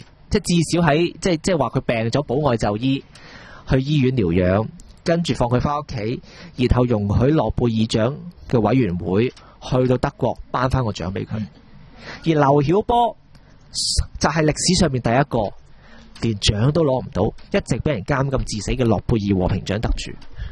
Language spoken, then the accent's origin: Cantonese; Hong Kong; 我哋香港人唔使咁妄自菲薄